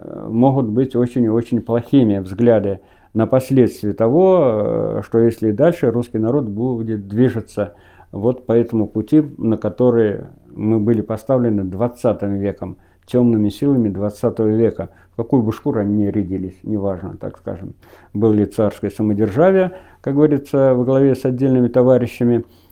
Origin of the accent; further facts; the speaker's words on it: Vyazemka, Penza Oblast, Russia; В моем родном селе в 1937 году осенью село Вяземка Пензенской области Зимеченского района